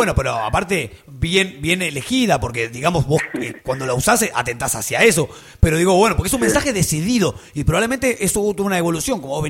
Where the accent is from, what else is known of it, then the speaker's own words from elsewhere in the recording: Banfield, Buenos Aires Province, Argentina; Nosotros somos de Banfield, loco.